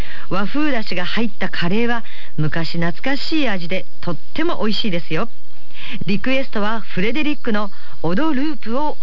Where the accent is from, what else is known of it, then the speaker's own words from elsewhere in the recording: Katsushika, Tokyo, Japan; 私の実家の葛飾のね、柴又方面なんですが、私のだからずっと幼稚園小学校